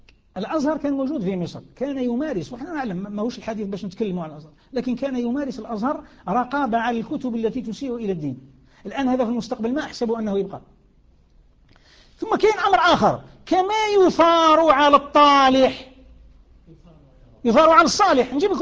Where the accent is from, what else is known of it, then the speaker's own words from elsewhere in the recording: Algeria; كما نسموه احنا عندنا في الجزائر